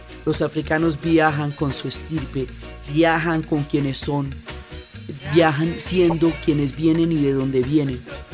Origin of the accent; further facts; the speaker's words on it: Colombia; en nuestra historia y en nuestra propia percepción como colombianos, tenemos muchísima información europea